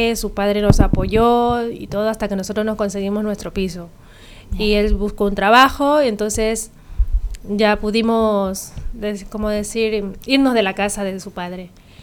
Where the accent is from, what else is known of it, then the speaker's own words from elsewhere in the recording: Guayas, Ecuador; born there; moved away; He nacido en la provincia del Guayas, pero yo me considero más esmeraldeña.